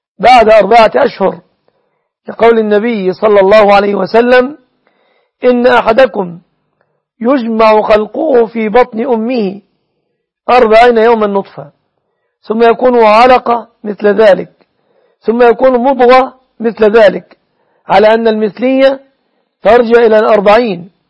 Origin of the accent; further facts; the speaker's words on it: Egypt; تقدير دية النصراني في بلادنا مصر بكم تعدد من الجنيهات